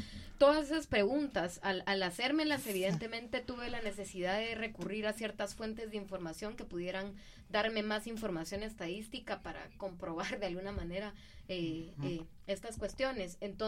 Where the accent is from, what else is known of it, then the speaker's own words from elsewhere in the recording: Guatemala; tenemos como guatemaltecas, guatemaltecos, guatemalteques, personas que hemos nacido en este territorio